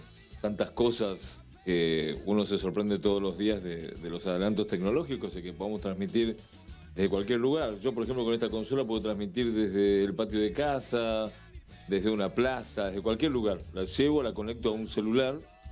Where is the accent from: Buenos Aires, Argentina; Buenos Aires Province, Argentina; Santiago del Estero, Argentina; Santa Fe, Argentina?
Santiago del Estero, Argentina; yo nací en Santiago del Estero. Ajá. Santiago del Estero es una ciudad que está bien al norte de Córdoba.